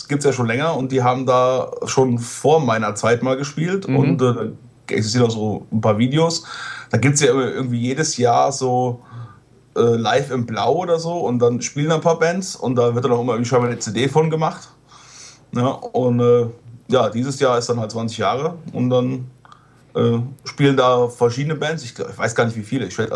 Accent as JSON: {"language": "German", "town": "Lindlar", "region": "North Rhine-Westphalia", "country": "Germany", "tie": "born there", "said": "Die kommen nämlich aus meinem Geburtsort, aus Lindlar."}